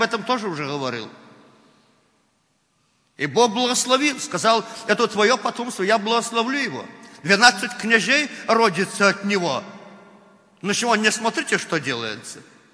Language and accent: Russian; Belarus; Но мы белорусы. Мы привыкли во плоти, и во плоти нам режут уши, когда мы говорим так.